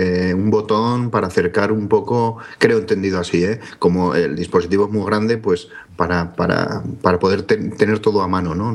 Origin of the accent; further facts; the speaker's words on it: Bilbao, Basque Country, Spain; Yo, como soy de Bilbao